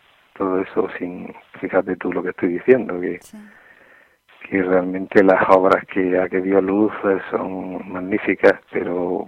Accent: Almería, Andalusia, Spain; born there; also born or lived in Granada; Porque yo, aunque soy nacido en Almería y vivo en Almería, sin embargo, gran parte de mi juventud y gran parte de mi madurez la he pasado en Granada.

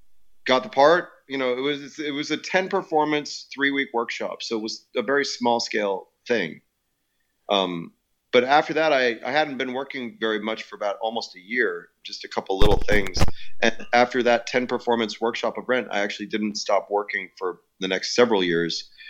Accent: Illinois, United States; I grew up outside Chicago. I was born in Chicago.

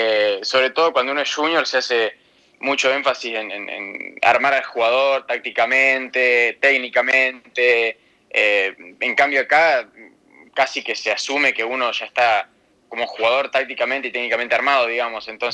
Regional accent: Santa Rosa, La Pampa, Argentina; moved away as an adult; also born or lived in Córdoba; y después me la pasaba jugando tercera, segunda, primera ahí en Santa Rosa, y torneos por plata en Buenos Aires también. Y en 2018, cuando termino el colegio, mis papás me dejan irme a Córdoba unos 6 meses más o menos

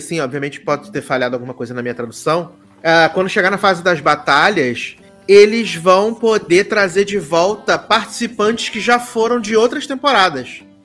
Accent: Rio de Janeiro, Brazil; Nós somos muito, muito cariocas.

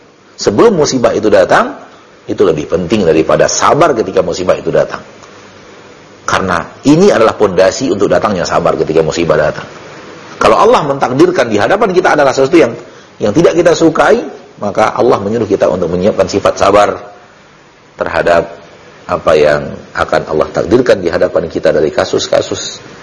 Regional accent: South Sulawesi, Indonesia; berasal dari Sulawesi Selatan. Di Bugis, Masya Allah, warga Bugis

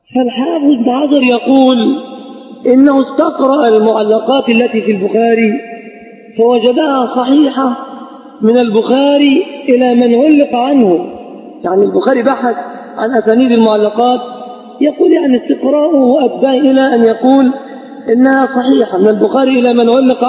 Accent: Egypt; أما البتاع ده مش موجود إلا عندنا كمصريين فقط

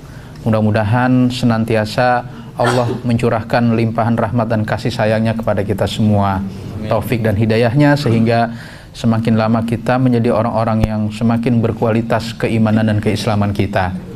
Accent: Jakarta, Indonesia; saya ini asli Betawi. … itu singkatan dari rombongan Betawi, asli Rawamangun.

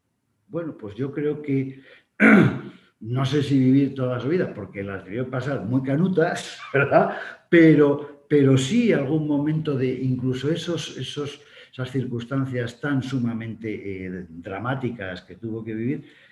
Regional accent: Burgos, Castile and León, Spain; also born or lived in Seville; Yo soy de Burgos y parece que tiendo más al fresquito que a los calores del sur. Pero también he vivido 3 años en Sevilla

